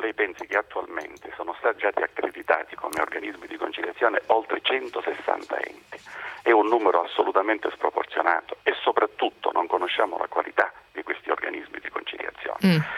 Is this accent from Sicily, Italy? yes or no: yes; Sicily, Italy; Qui in Sicilia, proprio da me, dalle mie parti, ho assistito a cifre